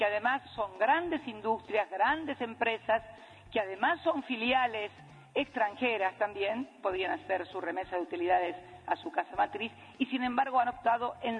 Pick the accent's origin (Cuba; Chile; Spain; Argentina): Argentina; Yo soy argentina, se sabe que es.